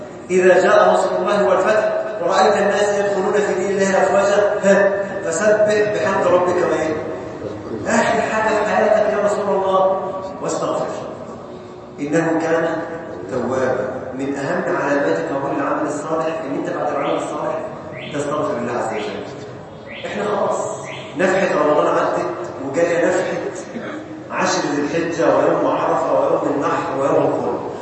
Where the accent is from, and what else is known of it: Egypt